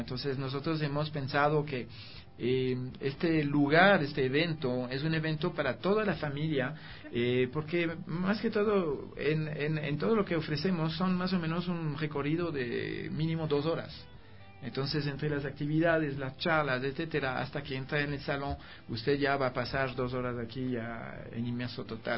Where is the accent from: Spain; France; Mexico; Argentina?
France; Spanish is a second language; now in Ecuador; yo soy francés, ¿no? Y yo vivo aquí algunos años